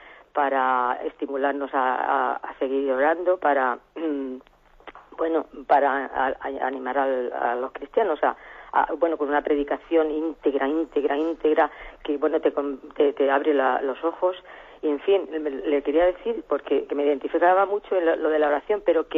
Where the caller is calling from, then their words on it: Albacete, Castilla-La Mancha, Spain; de Albacete.